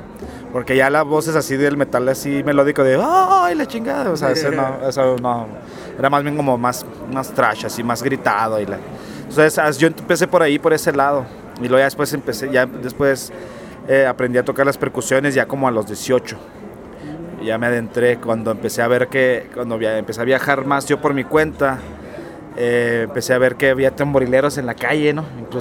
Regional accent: Chihuahua, Mexico; No, yo soy de la ciudad de Chihuahua. He vivido en muchas partes, pero allá pues realmente ahí fue donde yo nací, crecí gran parte de mi vida.

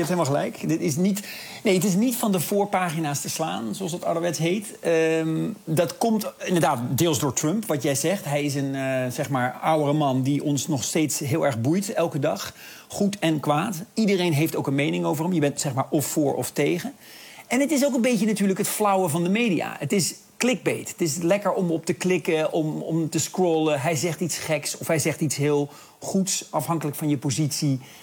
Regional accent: Netherlands; Ja, ik luister hier ook een beetje als een Nederlander naar. Ik bedoel, onze Nederlandse aanvalsplannen op Duitsland zijn strikt geheim.

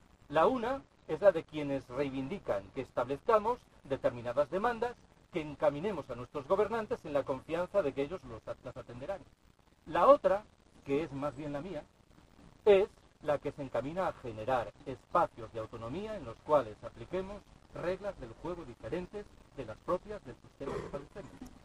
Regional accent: Galicia, Spain; Repito que yo soy gallego.

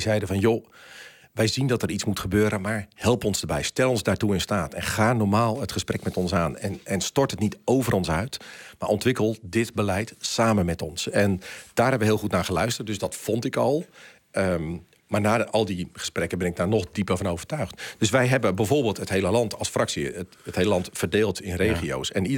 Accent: Friesland, Netherlands; now in Amersfoort, Netherlands; Ja, ik woon in Amersfoort, dat is een feit. Maar ik ben opgegroeid in Friesland.

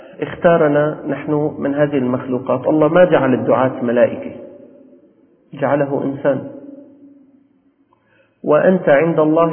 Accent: Damascus, Damascus Governorate, Syria; أنا أخبركم أكثركم ليس من أهل الشام، نحن والأساتذة من أهل الشام.

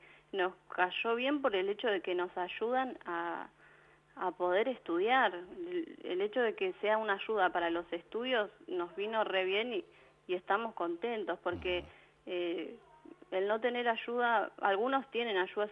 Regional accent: Ezpeleta, Buenos Aires Province, Argentina

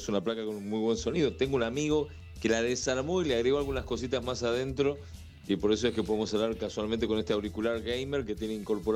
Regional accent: Santiago del Estero, Argentina; yo nací en Santiago del Estero. Ajá. Santiago del Estero es una ciudad que está bien al norte de Córdoba.

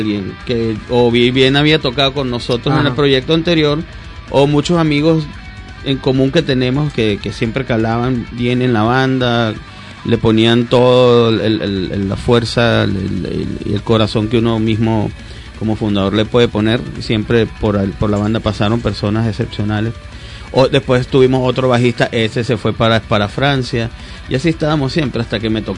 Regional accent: Venezuela; now in Bogotá, Colombia; Sí, sí, desde que nos fuimos de Venezuela, Bogotá.

